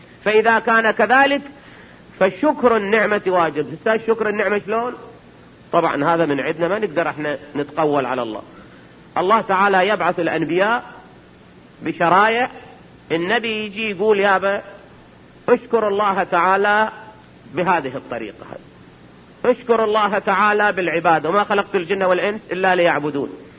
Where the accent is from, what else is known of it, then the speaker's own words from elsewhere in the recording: Iraq; احنا عندنا بالعراق